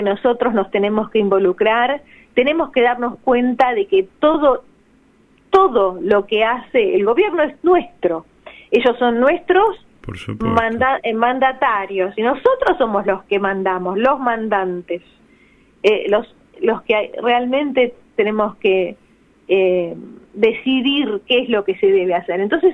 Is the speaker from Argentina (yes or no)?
yes; Buenos Aires, Argentina; Yo, por ejemplo, soy de Almagro.